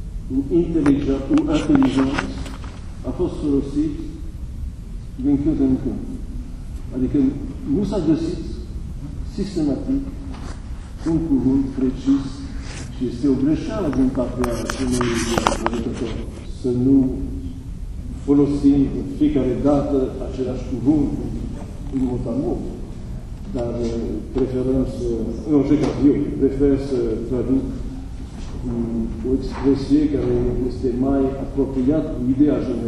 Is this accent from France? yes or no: yes; France; Romanian is a second language; Nu vorbesc de ce este în Franța, fiindcă eu sunt din Franța.